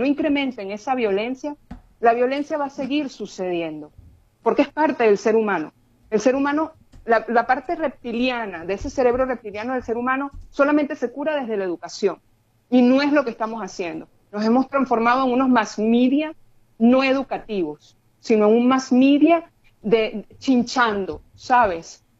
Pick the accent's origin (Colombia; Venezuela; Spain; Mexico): Venezuela; nosotros somos venezolanos